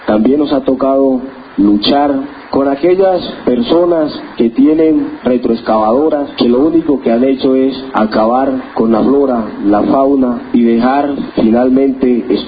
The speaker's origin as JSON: {"language": "Spanish", "town": "Suárez", "region": "Cauca", "country": "Colombia", "said": "vengo del municipio de Suárez, del departamento del Cauca."}